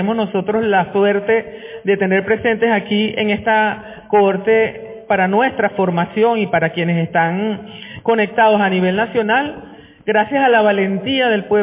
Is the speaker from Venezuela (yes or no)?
yes; Venezuela; nosotras y nosotros como venezolanos y venezolanas tenemos que saber lo que ocurrió